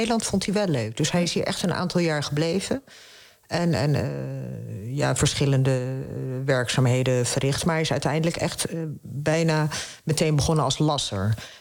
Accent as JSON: {"language": "Dutch", "town": "Fes", "region": "Fès-Meknès", "country": "Morocco", "said": "Ik kom uit Fes, dat is een van de koningsteden."}